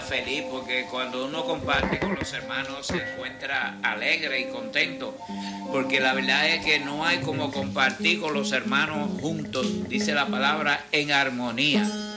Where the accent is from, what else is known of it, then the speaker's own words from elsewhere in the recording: Dominican Republic; Yo me recuerdo en mi país, yo estaba cuando invadió los Estados Unidos en el mismo frente de guerra próximo al muelle.